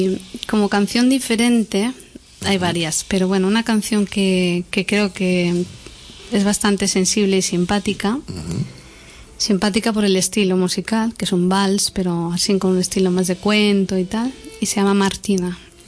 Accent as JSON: {"language": "Spanish", "town": "Jerez de la Frontera", "region": "Andalusia", "country": "Spain", "tie": "born there", "lives_now": "Sabadell, Spain", "said": "Yo soy nacida en Jerez de la Frontera."}